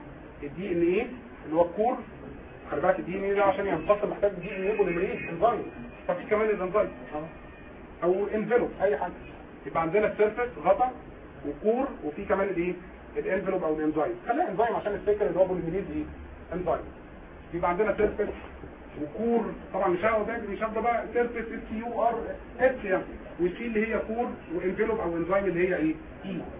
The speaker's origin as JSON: {"language": "Arabic", "country": "Egypt", "said": "السي ده مهم عندنا في مصر"}